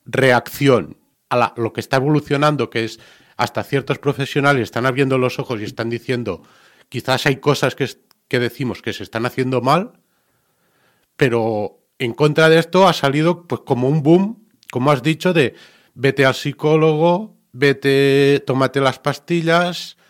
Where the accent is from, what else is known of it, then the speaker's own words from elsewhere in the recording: Catalonia, Spain; Nosotros venimos de Cataluña, ahí hay asociaciones.